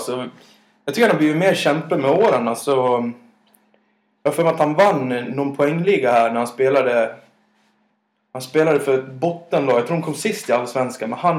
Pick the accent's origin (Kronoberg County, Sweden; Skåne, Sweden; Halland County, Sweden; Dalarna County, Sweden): Dalarna County, Sweden; ni hör väl stockholmskan, jag är så mycket dalmas som det går, va?